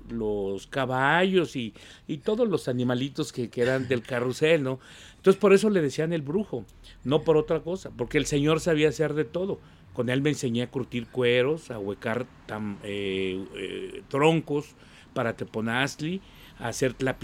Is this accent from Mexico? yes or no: yes; Tlaquepaque, Jalisco, Mexico; born there; vengo de una familia de artesanos, nací en Tlaquepaque